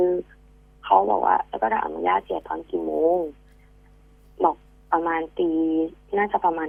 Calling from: Nakhon Pathom, Thailand

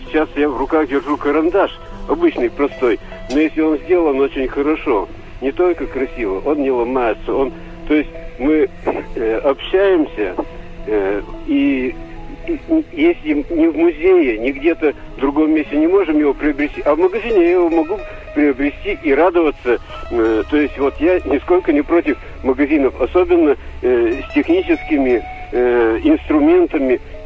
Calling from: Sovetsk, Kirov Oblast, Russia; Я из Кировской области, город Советск.

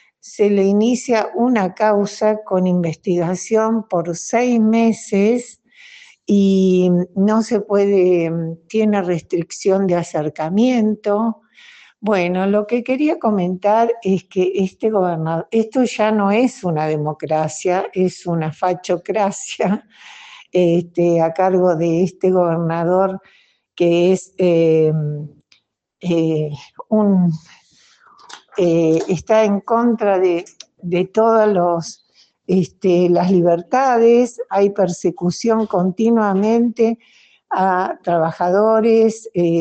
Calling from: Rawson, Chubut, Argentina; de Rawson Chubut y quería comentarles que en el día de ayer

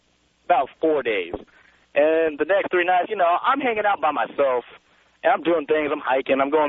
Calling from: Los Angeles, California, United States; Hey, Tom, I'm calling you from Dodger Stadium right now, actually in the parking lot.

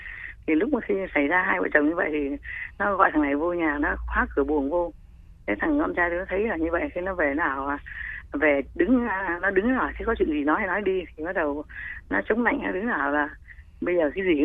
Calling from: Vietnam; Dạ tôi ở Đồng Nai ạ.

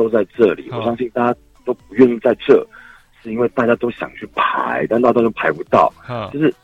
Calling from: Taipei, Taiwan; 你好，我是台北的，我很愤怒。

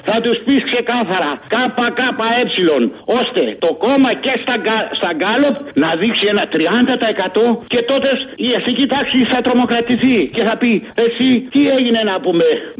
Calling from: Egaleo, Attica, Greece; από το Εργάλεο.

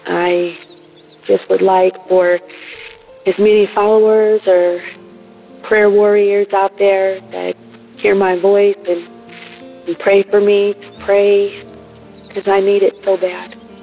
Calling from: California, United States; I'm calling from California.

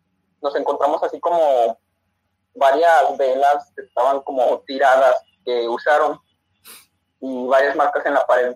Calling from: León, Guanajuato, Mexico; de México, de la ciudad de León, Guanajuato.

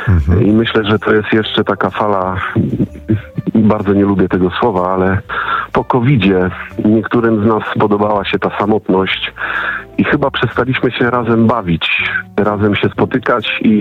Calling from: Subcarpathian Voivodeship, Poland; Nie, ja z Podkarpacia.

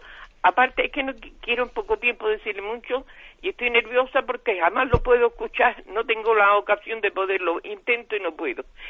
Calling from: Granada, Andalusia, Spain; de Granada.

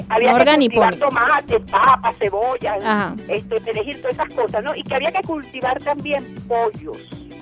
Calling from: Caracas, Capital District, Venezuela; Del centro de Caracas, de la parroquia San Juan.

